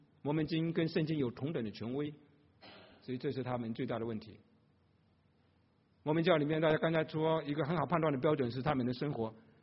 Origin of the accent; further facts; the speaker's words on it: China; 不知道为什么他是后来知道我们是中国人，就请会说中文的就来了。